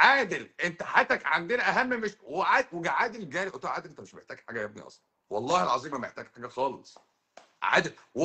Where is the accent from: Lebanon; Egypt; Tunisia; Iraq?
Egypt; مشكلتي ان انا مصري